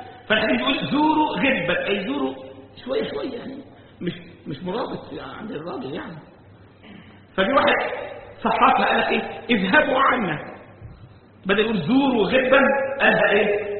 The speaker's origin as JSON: {"language": "Arabic", "country": "Egypt", "said": "يعني كان مرة بيحكى عندنا في مصر"}